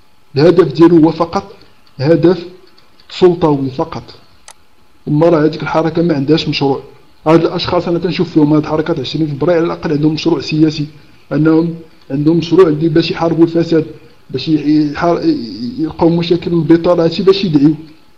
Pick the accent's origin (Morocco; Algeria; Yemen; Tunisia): Algeria; انا فقط من الجزائر